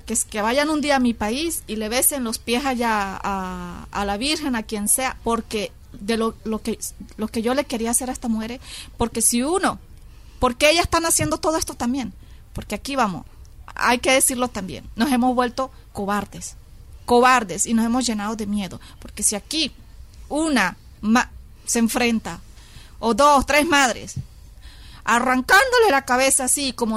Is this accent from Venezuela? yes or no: yes; Venezuela; De Venezuela.